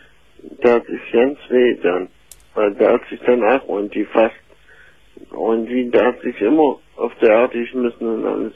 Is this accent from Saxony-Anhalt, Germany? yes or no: yes; Saxony-Anhalt, Germany; Weil ich komme ja aus Sachsen-Anhalt.